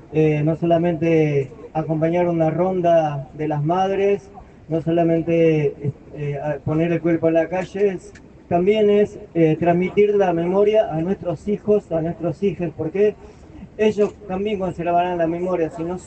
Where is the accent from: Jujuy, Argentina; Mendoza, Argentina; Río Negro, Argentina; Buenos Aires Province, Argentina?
Jujuy, Argentina; moved away; Yo soy de Jujuy, pero hace muchos años que vivo acá.